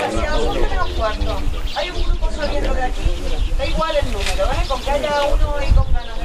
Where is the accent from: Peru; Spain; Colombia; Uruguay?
Spain; Extremadura; aquí somos extremeños